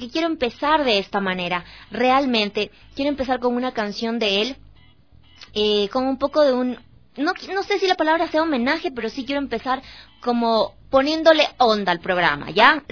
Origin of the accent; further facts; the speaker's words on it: Ecuador; realmente no se puede llamar como ecuatoriano, porque es parte de nuestra cultura